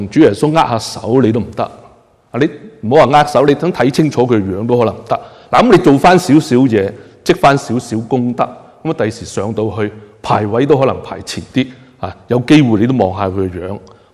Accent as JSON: {"language": "Cantonese", "country": "China", "said": "呢就系我哋中国人咧，以前就系咁样样噶啦"}